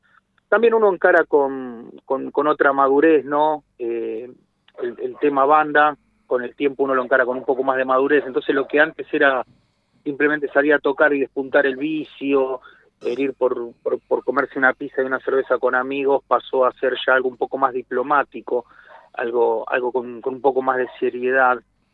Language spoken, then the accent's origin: Spanish; Lanús, Buenos Aires Province, Argentina; somos todos oriundo de Zona Sur, de Lanús, Remedio de Escalada